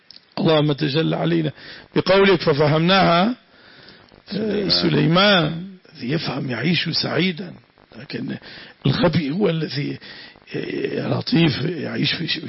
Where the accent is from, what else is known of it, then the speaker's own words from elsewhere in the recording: Syria; صارت بلادنا سوريا أنظف بلد في العالم